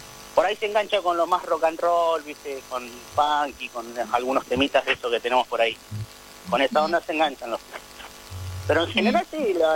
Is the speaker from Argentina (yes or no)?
yes; Berazategui, Buenos Aires Province, Argentina; Yo vivo en Berazategui, soy de Berazategui.